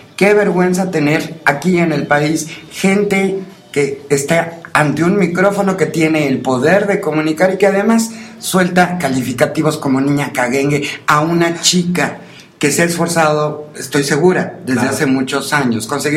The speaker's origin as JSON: {"language": "Spanish", "country": "Mexico", "said": "Yo no soy italiana, yo soy mexicana, y yo creo que tanto los italianos como los mexicanos como los coreanos merecemos el respeto de que se nos identifique con el país en el cual nacimos."}